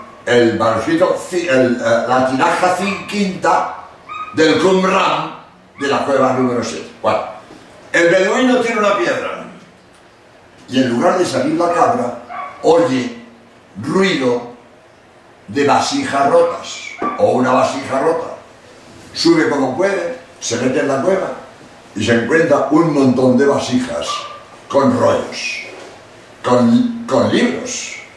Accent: Barcelona, Catalonia, Spain; pero los dos somos de Barcelona, de verdad que somos jesuitas catalanes los dos, pero con apellido inglés.

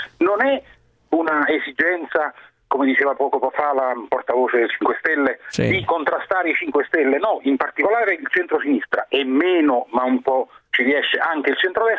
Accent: Naples, Campania, Italy; lo dico perché sono napoletano di origine e ho vissuto quegli anni

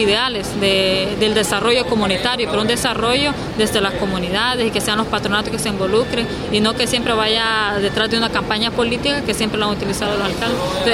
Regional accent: Macuelizo, Santa Bárbara, Honduras; Bueno, nací en Macuelizo, Santa Bárbara, los barrios de ahí. Ahí he vivido, he crecido, he estudiado y ahí sigo siempre.

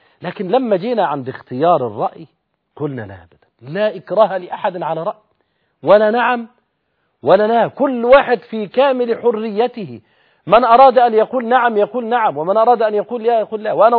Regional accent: Egypt; اولا نحن كمصريين حديث عهد بالكلام في السياسة، امر جديد علينا

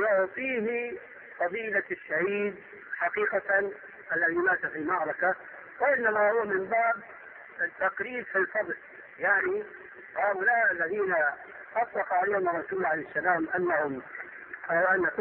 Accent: Syria; عندنا في سوريا كان شاهد قصة رجل في الحرب

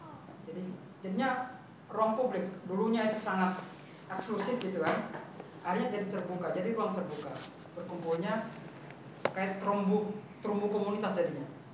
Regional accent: Palu, Central Sulawesi, Indonesia; ada saya dari Palu, Sulawesi Tengah, ada yang dari Lombok.

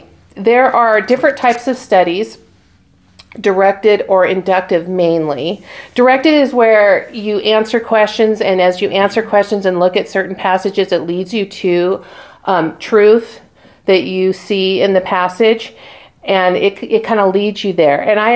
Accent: Spokane, Washington, United States; I mean, I grew up in Spokane. I've lived on the west side of Washington and then have been here

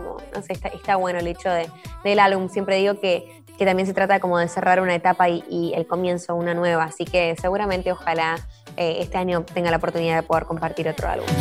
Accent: Argentina; porque soy argentina

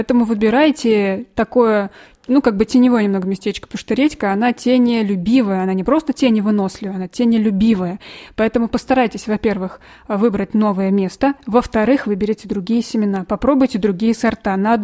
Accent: Vladimir, Vladimir Oblast, Russia; now in Ivanovo, Russia; На самом деле я сама из Владимира. И раньше у нас там во Владимире тоже очень много на огородах было медведки.

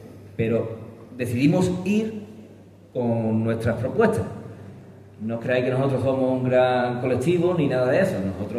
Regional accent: Cuevas del Becerro, Andalusia, Spain; vengo de Cuevas del Becerro, que es un pueblo que está en Málaga, cerca de la serranía de Ronda

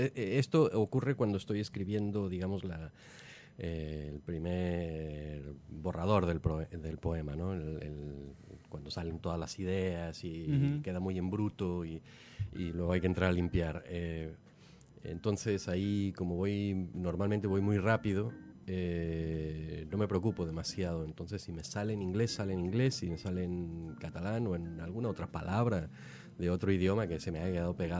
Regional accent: Ciudad Juárez, Chihuahua, Mexico; born there; also born or lived in United States; Y nací en Ciudad Juárez, que hace frontera con Estados Unidos. Uh-huh. Entonces, la secundaria, la universidad, todo eso lo hice en Estados Unidos.

